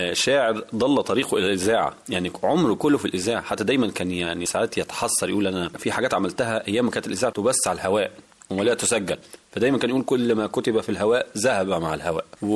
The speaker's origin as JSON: {"language": "Arabic", "town": "Damietta", "region": "Damietta Governorate", "country": "Egypt", "said": "فكتب قالوا منين البلد أنا قلت دمياطي،"}